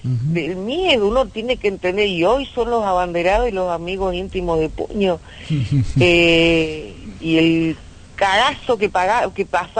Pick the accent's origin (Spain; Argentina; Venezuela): Argentina; Cañadón Seco, Santa Cruz; nos criamos en Cañadón Seco, que era un campamento de IPF, hasta el día de hoy. Ajá. Está a 11 kilómetros de Caleta.